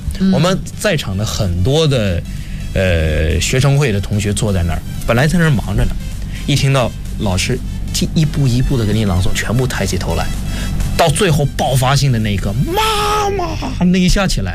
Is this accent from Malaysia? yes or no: no; Xiamen, Fujian, China; 我小的时候大概3岁的时候就开始接触舞台